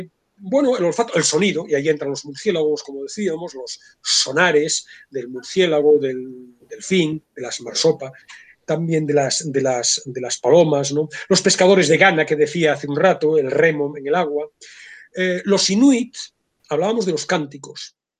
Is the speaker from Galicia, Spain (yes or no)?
yes; Vigo, Galicia, Spain; born there; yo soy de mar y me gusta mucho el mar, yo soy nacido en Vigo y me gusta mucho la playa